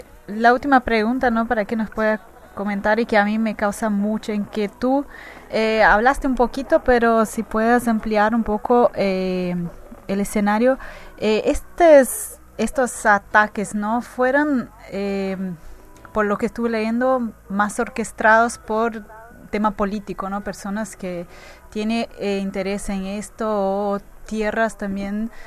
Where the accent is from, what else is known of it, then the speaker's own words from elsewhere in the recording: Brazil; Spanish is a second language; now in Buenos Aires, Argentina; yo como brasileña acá en Buenos Aires.